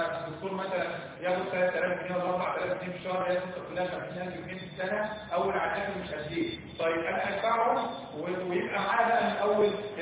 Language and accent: Arabic; Egypt; احنا عارفين ان احنا كلنا مصريين، ان احنا كلنا مصريين